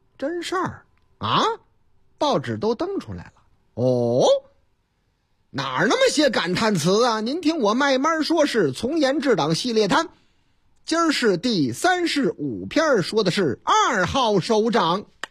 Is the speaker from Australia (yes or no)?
no; Chongqing, China; 我老家重庆